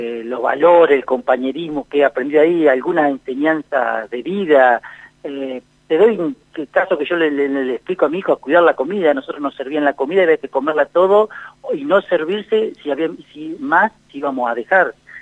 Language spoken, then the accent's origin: Spanish; La Pampa, Argentina; fui a la escuela de Abramo, también, pueblos chicos, viste, donde hay mucho compañerismo, qué sé yo. Yo me crié sin TV, en Cuyo Gordo teníamos televisión, y después el secundario en Bernasconi y la universidad pública.